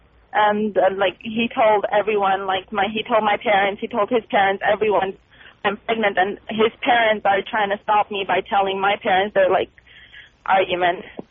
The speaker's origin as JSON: {"language": "English", "country": "Armenia", "tie": "born or raised there", "lives_now": "United States", "said": "I guess that's like the way we were raised in Armenia."}